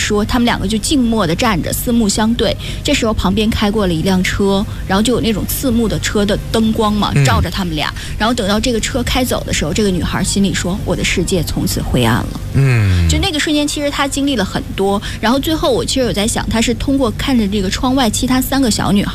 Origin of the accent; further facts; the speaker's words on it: Northeast China, China; 我很愧疚，我来自东北，我滑冰我都不会